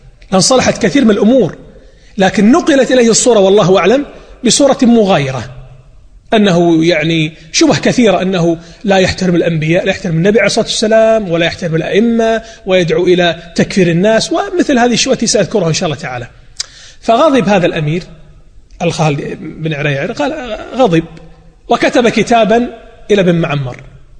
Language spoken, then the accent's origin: Arabic; Najd, Saudi Arabia; واتجه إلى الدرعية أيضا من بلادي نجد